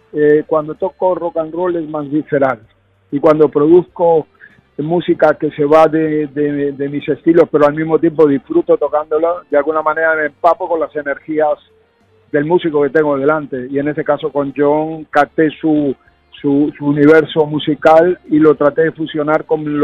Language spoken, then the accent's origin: Spanish; Argentina; also born or lived in Madrid, Spain / United States; mi familia tiene muchas raíces, y yo tengo raíces sureñas, aunque yo nací en Madrid y me crié en Argentina, en Latinoamérica y Estados Unidos, también la parte sureña a mí es muy marcada